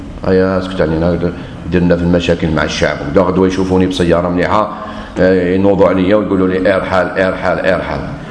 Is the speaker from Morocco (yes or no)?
no; Algeria; احنا عندنا في الجزائر شيء ما شفتوش في بلدان واحدة أخرى